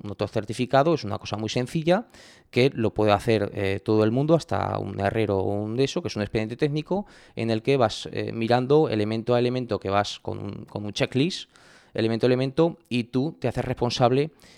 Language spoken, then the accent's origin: Spanish; Ribaforada, Navarre, Spain; Felicitar las fiestas de mi pueblo.